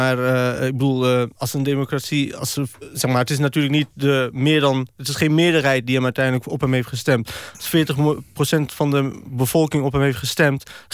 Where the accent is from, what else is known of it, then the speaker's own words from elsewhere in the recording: Deventer, Overijssel, Netherlands; Ja, nee, ik ben Deventenaar.